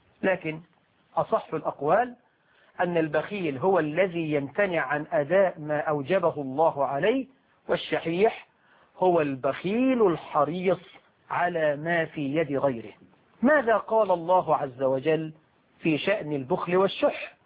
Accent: Egypt; عندنا في مصر

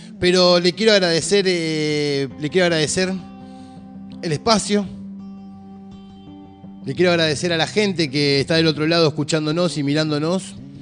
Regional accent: Buenos Aires, Argentina; Yo soy argentino, bien porteño. Mi familia, mi tatarabuelo, ¿no? Después de la Segunda Guerra Mundial, bueno, emigra de Alemania para este lado. Y bueno, ahí empieza

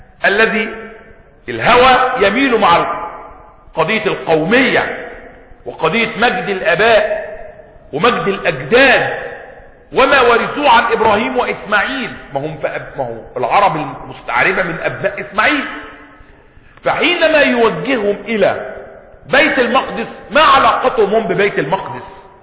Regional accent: Egypt; born there; خلقت في مصر ولم أخلق في مكة،

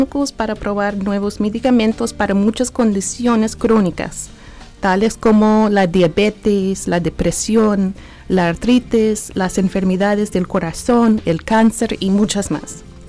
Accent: Nashville, Tennessee, United States; Nací aquí en Nashville. He vivido aquí por mucho de mi vida.

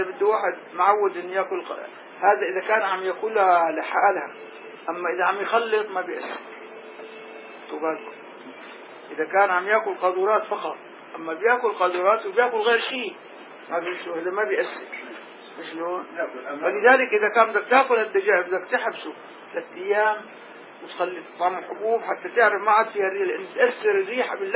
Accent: Damascus, Damascus Governorate, Syria; نحن عندنا هون كابر ملوك عندنا بدمشق

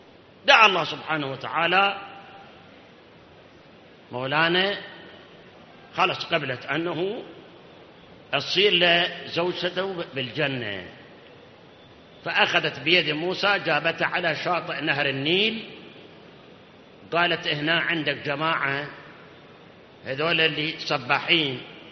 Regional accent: Iraq; أكو مثل عندنا بالعراق

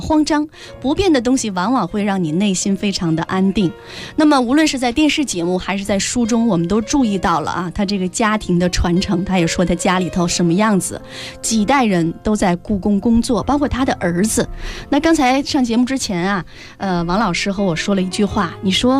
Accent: China

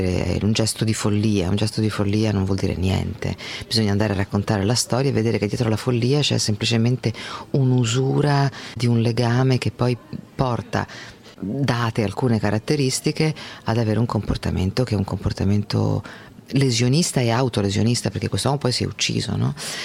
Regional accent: Spain; io vengo dalla Spagna

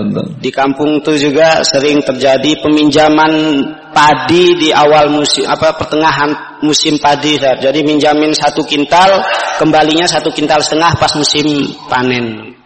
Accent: Aceh, Indonesia; now in Yogyakarta, Indonesia; asal dari Aceh, tapi sudah pindah ke Jogja.

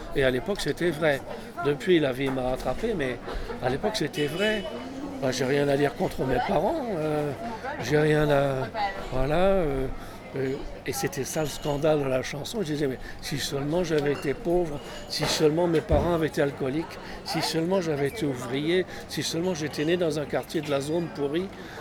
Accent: Paris, Île-de-France, France; born there; Non, je suis né à Paris. Neuilly, c'est une banlieue proche. C'est une banlieue résidentielle, riche, de snob.

